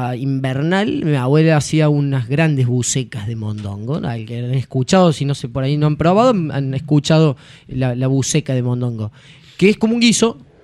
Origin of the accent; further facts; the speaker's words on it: Córdoba, Argentina; De Córdoba, papá.